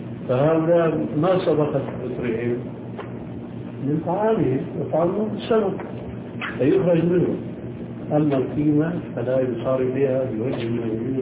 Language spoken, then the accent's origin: Arabic; Syria; يمكن موجودة عندكم موجود عندنا في سوريا